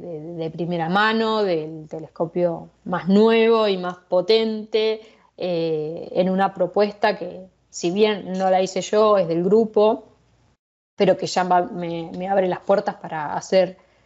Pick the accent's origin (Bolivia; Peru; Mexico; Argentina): Argentina; now in Arizona, United States; En particular, en este grupo de más de 100 personas, soy la única argentina, sí.